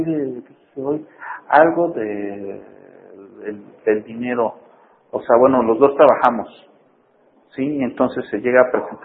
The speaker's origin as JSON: {"language": "Spanish", "country": "Mexico", "said": "a nosotros como mexicanos, ahí es donde más nos puede afectar"}